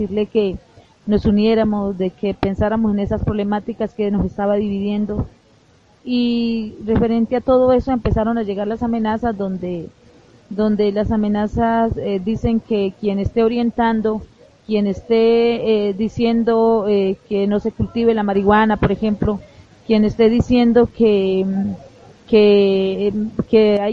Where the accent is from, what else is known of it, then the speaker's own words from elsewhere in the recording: Toribío, Cauca, Colombia; vengo desde Colombia, del municipio de Toribío. Pertenezco al proyecto NASA, es el plan de vida de la comunidad indígena de nuestro territorio.